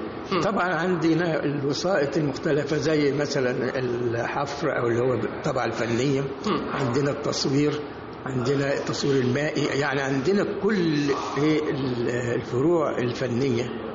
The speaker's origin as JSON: {"language": "Arabic", "country": "Egypt", "said": "فأنا طبعا كمصري عايش في بيئتي"}